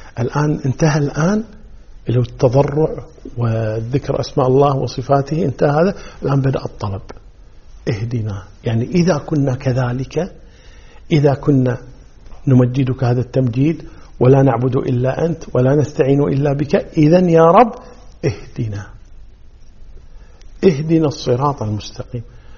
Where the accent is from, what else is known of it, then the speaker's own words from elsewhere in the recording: Kuwait; وهذه كلمة يعني مشهورة عندنا في الكويت